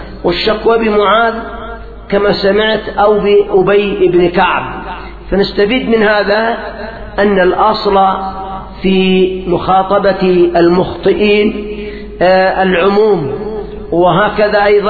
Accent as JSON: {"language": "Arabic", "country": "Yemen", "said": "في الوقت الراهن عندنا في اليمن خصوصا في المحافظات الشمالية"}